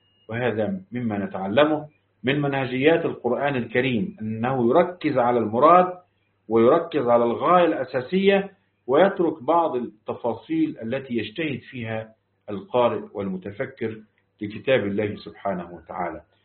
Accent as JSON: {"language": "Arabic", "country": "Egypt", "said": "وعندنا في مصر مثل يقول لاقيني ولا تغديني"}